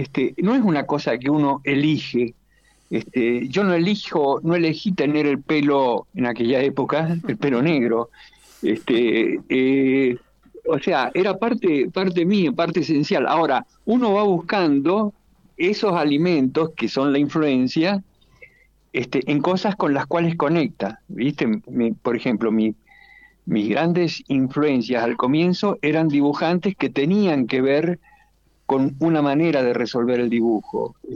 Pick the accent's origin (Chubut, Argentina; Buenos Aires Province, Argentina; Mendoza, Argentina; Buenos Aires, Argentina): Mendoza, Argentina; born there; Yo nací en Mendoza. En Mendoza, en la cuarta sección, en la calle Alberdi.